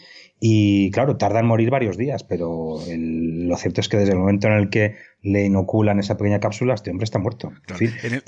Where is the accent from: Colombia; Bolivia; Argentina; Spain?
Spain; como español agradecido que soy